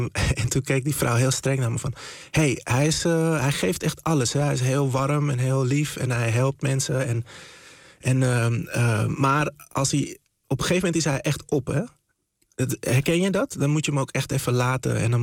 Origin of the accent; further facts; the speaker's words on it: Zaanstad, North Holland, Netherlands; En ja, dus ik ben wel echt opgegroeid in Zaanstad.